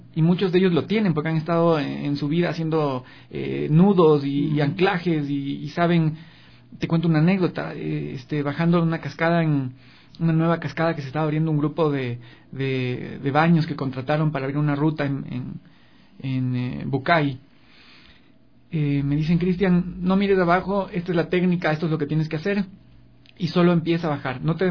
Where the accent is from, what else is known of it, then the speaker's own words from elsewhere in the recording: Ecuador; nos tiene que empoderar para repensarnos como ecuatorianos